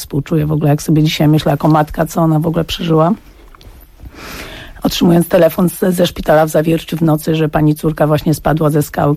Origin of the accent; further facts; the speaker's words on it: Łódź, Łódź Voivodeship, Poland; ja miałam 17 lat, byłam już w liceum plastycznym w Łodzi, bo pochodzę z Łodzi